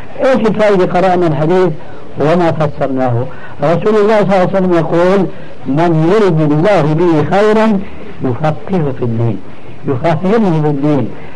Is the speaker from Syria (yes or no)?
yes; Syria; لكن نقرأ هكذا كما كانوا يقولون عندنا في الشام